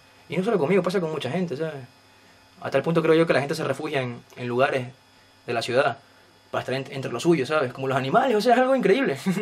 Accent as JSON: {"language": "Spanish", "country": "Ecuador", "moved": "yes", "said": "soy de Ecuador y llevo aquí 3 años."}